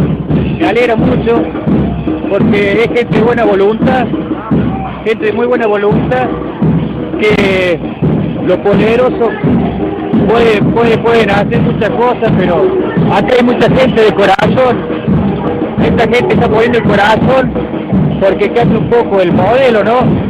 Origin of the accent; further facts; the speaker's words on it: Oliva, Córdoba, Argentina; Porque nosotros también tenemos los mismos problemas, que somos de Oliva